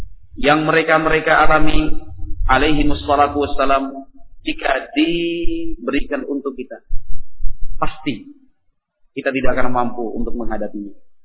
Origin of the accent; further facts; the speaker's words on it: Madura, East Java, Indonesia; Saya juga ini orang Madura di sementara.